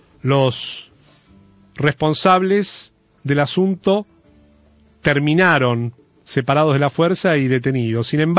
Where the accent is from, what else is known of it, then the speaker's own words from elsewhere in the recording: Argentina; nosotros como argentinos